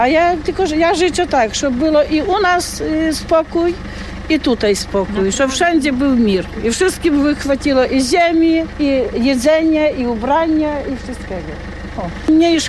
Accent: Belarus; Polish is a second language; now in Poland; Chcę powiedzieć, bo ja jestem Białorusinka.

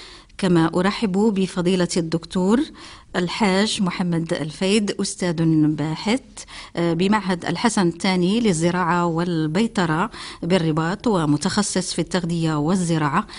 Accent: Morocco; accent: Moroccan Arabic; الدلاح كما نقولها بلهجتنا العامية المغربية

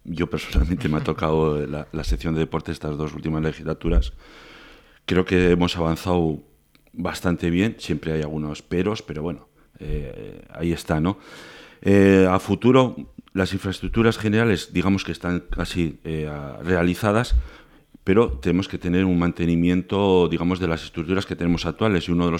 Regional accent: Orcoyen, Navarre, Spain; now in Berriozar, Spain; Yo soy natural de Orcoyen, vecino de Berriozar, el pueblo

